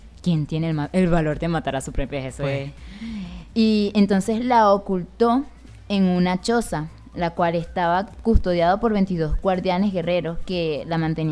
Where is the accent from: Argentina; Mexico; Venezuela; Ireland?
Venezuela; así somos los venezolanos, ¿qué vamos a hacer?